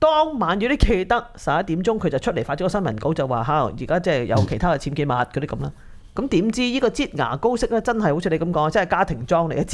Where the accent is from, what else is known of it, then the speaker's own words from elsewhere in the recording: Hong Kong; 這樣的計時炸彈在我們香港人心目中會更加恐怖？